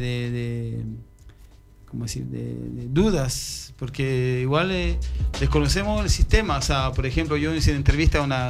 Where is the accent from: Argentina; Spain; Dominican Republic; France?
France; Spanish is a second language; yo nunca he sentido, por ejemplo, en mi país, en Francia